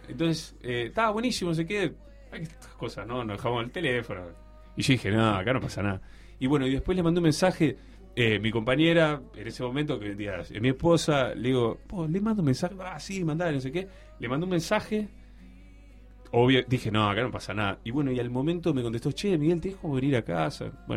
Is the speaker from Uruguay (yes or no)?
yes; Uruguay; soy de Uruguay, estoy tocando acá.